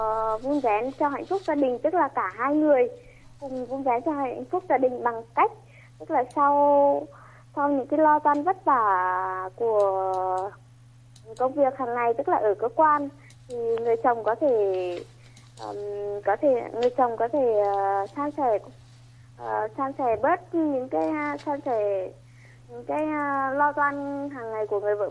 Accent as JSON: {"language": "Vietnamese", "town": "Thanh Chương", "region": "Nghệ An", "country": "Vietnam", "said": "Em đến từ Thanh Chương, Nghệ An ạ."}